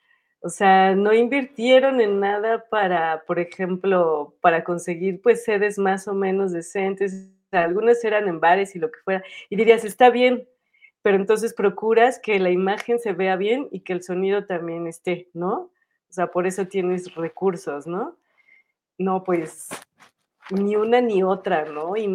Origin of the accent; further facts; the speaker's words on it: Toluca, State of Mexico, Mexico; que fue en mi pueblo natal